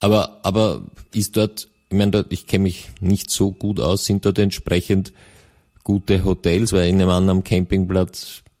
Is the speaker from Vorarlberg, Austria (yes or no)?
yes; Vorarlberg, Austria; ich komme ja aus dem Westen, aber so viel ist auch im westlichsten Bundesland bekannt.